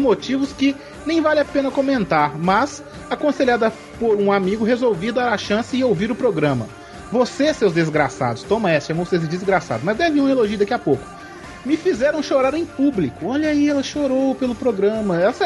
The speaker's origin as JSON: {"language": "Portuguese", "region": "São Paulo", "country": "Brazil", "said": "sou de São Paulo, tenho 34 anos"}